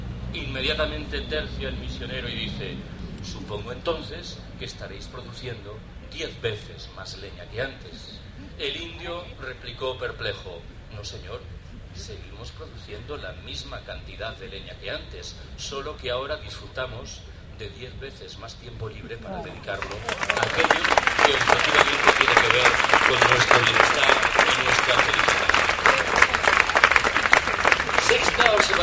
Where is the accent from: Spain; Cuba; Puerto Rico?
Spain; Galicia; Yo soy gallego. Orgullosamente gallego, por cierto.